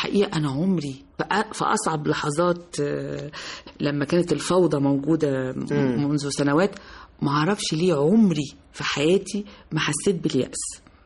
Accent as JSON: {"language": "Arabic", "country": "Egypt", "said": "احنا التعليم في عندنا في مصر مش وحش، مش للدرجة دي"}